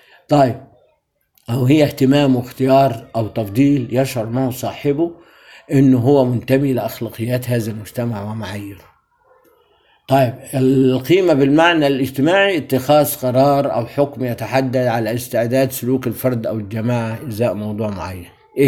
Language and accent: Arabic; Egypt; إحنا كمصريين لنا ثقافة كلنا عامة